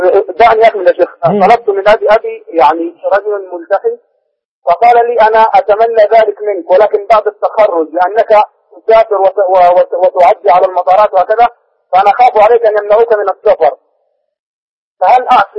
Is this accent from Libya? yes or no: no; Egypt; أنا طالب عندي 21 سنة بدرس، أنا مصري بدرس خارج مصري